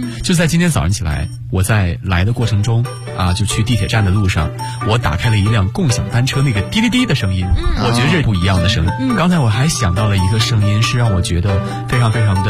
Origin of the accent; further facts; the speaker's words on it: China; 作为一个中国人